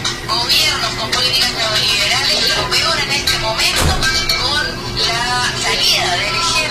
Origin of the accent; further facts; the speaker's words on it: Chile; hoy recibiendo como chilenos la solidaridad del pueblo guatemalteco en esta lucha